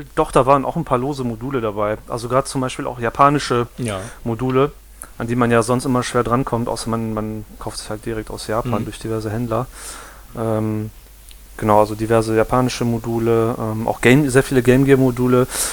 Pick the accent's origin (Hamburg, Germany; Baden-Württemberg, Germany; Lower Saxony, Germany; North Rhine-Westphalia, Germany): North Rhine-Westphalia, Germany; Düsseldorf; Wir kommen ja alle aus Düsseldorf